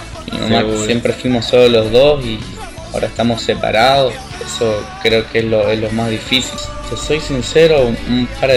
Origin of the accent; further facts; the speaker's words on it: El Salvador; now in Rosario, Argentina; Bueno, un saludo para todos … vengo de El Salvador, estoy acá en Rosario hace 6 meses más o menos